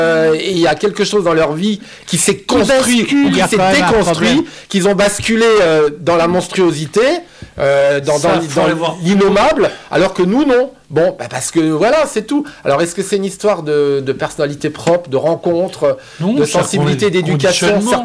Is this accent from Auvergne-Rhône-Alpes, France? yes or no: no; Strasbourg, Grand Est, France; moved away; Il est né l'année où je suis parti de Strasbourg, où j'ai quitté Strasbourg. Donc, ça a une résonance toute particulière parce que ça touche à ma ville natale.